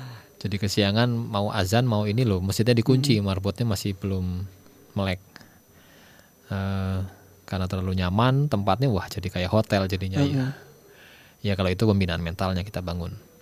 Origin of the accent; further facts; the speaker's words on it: Sumatra, Indonesia; born there; Saya ini orang Jawa. Orang Jawa tapi lahir di Sumatera.